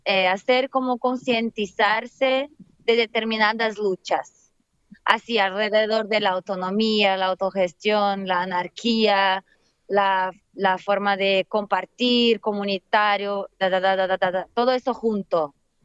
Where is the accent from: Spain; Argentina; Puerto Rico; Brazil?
Brazil; porque yo soy de Brasil, así que es otra forma también en Brasil de hacer las cosas.